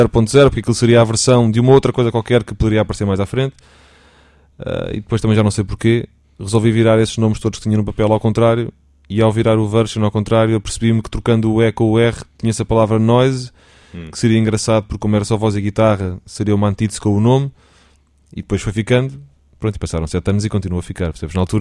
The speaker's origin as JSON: {"language": "Portuguese", "country": "Portugal", "said": "somos portugueses, temos que cantar em português"}